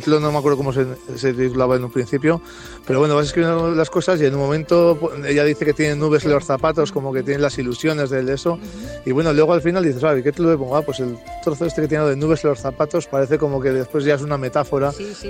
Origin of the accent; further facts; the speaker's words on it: La Rioja, Spain; yo soy riojano, estoy orgulloso de ser riojano y la tierra me tira mucho, soy muy chauvinista.